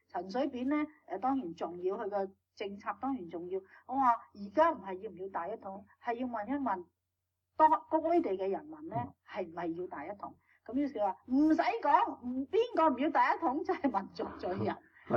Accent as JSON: {"language": "Cantonese", "country": "China", "said": "但是我哋中國人咧都不忘將呢段歷史係寫去"}